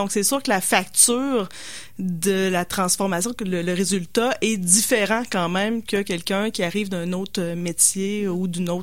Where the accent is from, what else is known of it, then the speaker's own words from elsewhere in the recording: Quebec City, Quebec, Canada; Donc, moi, j'étais de Québec, évidemment.